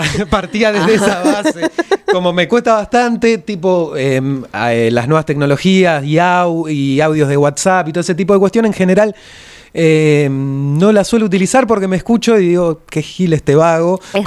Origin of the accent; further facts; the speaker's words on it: Berisso, Buenos Aires Province, Argentina; now in La Plata, Argentina; Yo soy de Berisso. Hay una frontera, hay una frontera ahí simbólica y habitacional. Y bueno, me tocó venirme para estos lados de La Plata, corazón de manzana también.